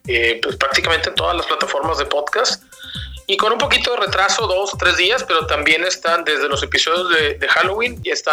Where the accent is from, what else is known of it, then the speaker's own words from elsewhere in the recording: Tampico, Tamaulipas, Mexico; Nosotros somos de Tampico, ¿no?